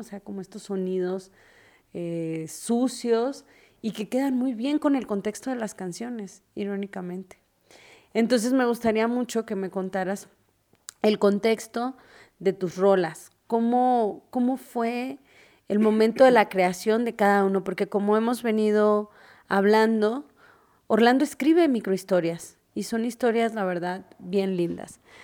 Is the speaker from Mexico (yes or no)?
yes; Tijuana, Baja California, Mexico; now in Mexico City, Mexico; yo no soy de la Ciudad de México, soy norteña, mucha honra, de Tijuana, claro, por supuesto.